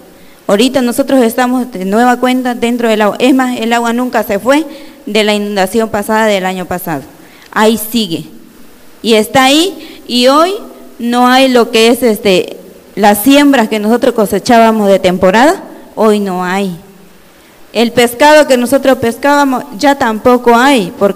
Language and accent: Spanish; Tabasco, Mexico; Soy de Tabasco.